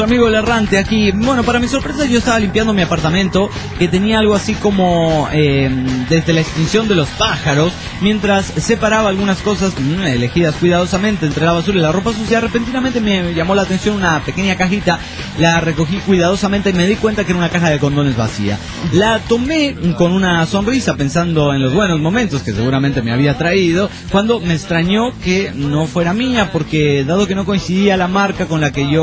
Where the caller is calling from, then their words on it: Monterrey, Nuevo León, Mexico; Monterrey, Nuevo León